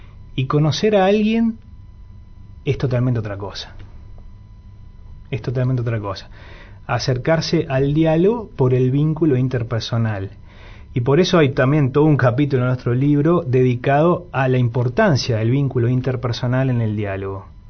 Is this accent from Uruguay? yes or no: yes; Montevideo, Uruguay; born there; Vale aclarar que yo soy nacido en Montevideo.